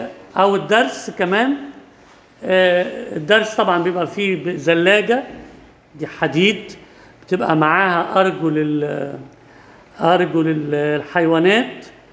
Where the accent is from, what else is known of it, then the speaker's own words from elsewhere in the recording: Egypt; مش عندنا في مصر بس،